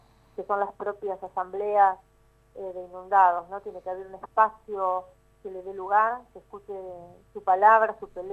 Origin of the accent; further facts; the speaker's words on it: La Plata, Buenos Aires Province, Argentina; Yo soy del barrio de La Loma, así que es un barrio que fue muy afectado por la inundación del 2 y 3 de abril